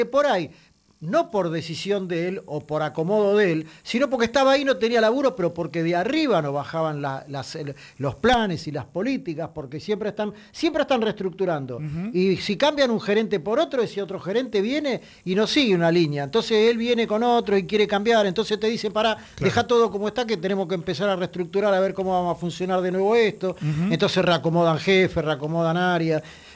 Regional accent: Buenos Aires, Argentina; para los que somos de la Ciudad de Buenos Aires

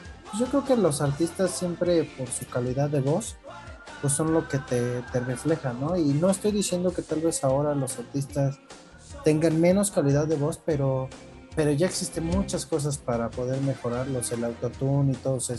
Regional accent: Mexico; porque como cultura mexicana creo que tenemos que tener uno de los que fue

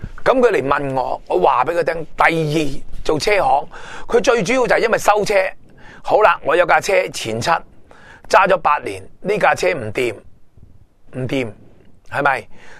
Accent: Hong Kong; 我做节目成日都讲，我哋香港人要守得住自己。

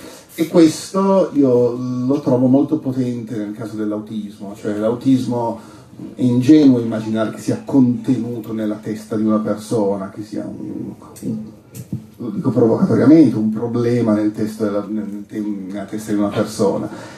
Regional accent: Turin, Piedmont, Italy; io vengo da Torino

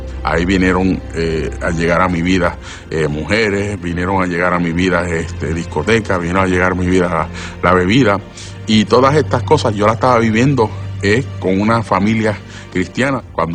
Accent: San Juan, Puerto Rico; born there; Nací aquí en San Juan, Puerto Rico

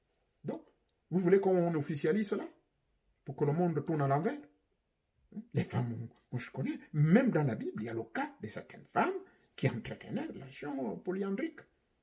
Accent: Gabon; chez moi, au Gabon

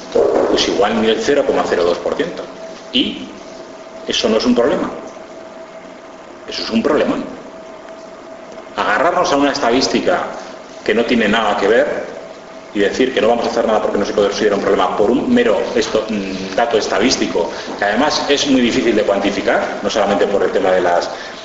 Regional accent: Basque Country, Spain; yo que vengo de Ezkerraldea y Meatzaldea, que tenemos un 15 o un 18% de paro

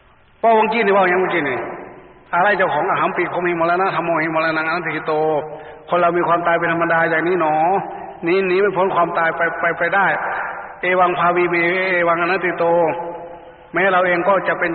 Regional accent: Isan, Thailand; ทีนี้อิทธิพลของทางภาคกลางก็มาแรงก็เลยมาครอบคลุมพวกเราแม้แต่ในงานศพไงแต่ก่อนจะไม่มีคนอีสานใส่ชุดดำๆมางานศพ

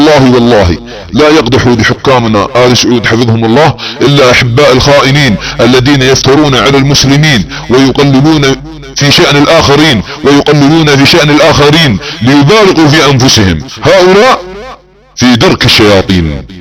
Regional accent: Saudi Arabia; يعتقدون عندما تنشغل بلادنا السعودية في الحروب وعدة جبهات

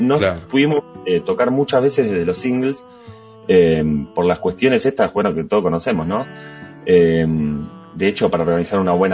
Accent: Wilde, Buenos Aires Province, Argentina; now in Buenos Aires, Argentina; nosotros somos casi todos del sur, yo vivo en Capital pero soy de Wilde.

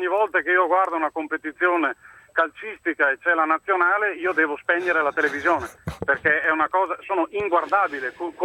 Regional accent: Verona, Veneto, Italy; also born or lived in Argentina; io sì, sono di Verona, ma sono nato in Argentina.

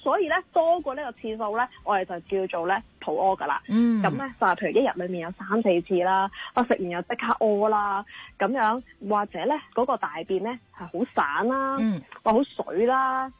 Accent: Hong Kong

